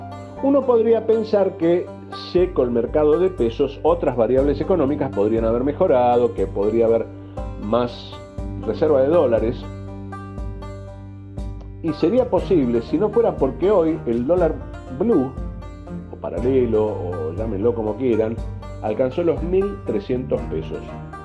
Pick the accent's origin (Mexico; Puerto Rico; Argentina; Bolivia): Argentina; Esa es la parte de la realidad que tenemos que ver como argentinos